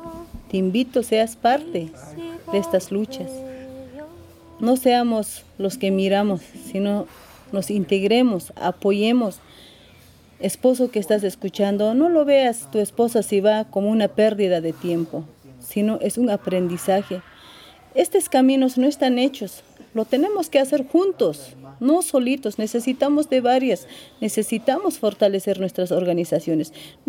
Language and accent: Spanish; Puno, Peru; soy de mujer aymara, ¿no? Soy de Puno, Perú.